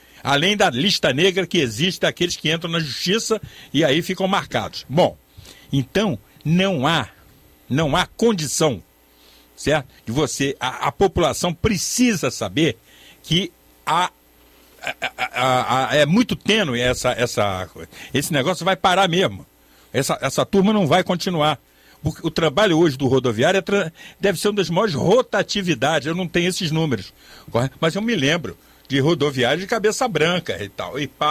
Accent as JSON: {"language": "Portuguese", "town": "Niterói", "region": "Rio de Janeiro", "country": "Brazil", "said": "é lá na minha cidade, Niterói"}